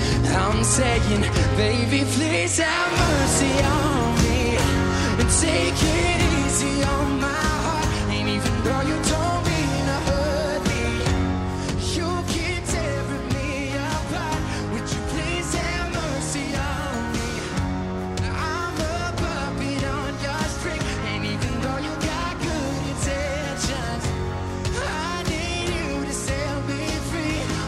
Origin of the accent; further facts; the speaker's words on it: La Tablada, Buenos Aires Province, Argentina; soy de Zona Oeste, La Tablada.